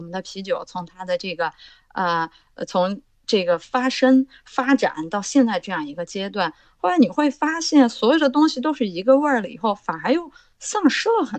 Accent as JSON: {"language": "Chinese", "region": "Xinjiang", "country": "China", "tie": "born or raised there", "said": "那我的故乡就是大乌苏，是吧？"}